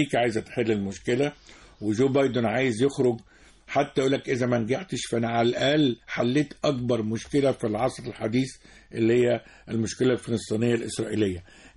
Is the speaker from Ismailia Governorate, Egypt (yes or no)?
no; Port Said, Port Said Governorate, Egypt; فبورسعيد وتلاقي عشان احنا قريبين من الشام، تلاقي الكنافة النابلسية في بورسعيد.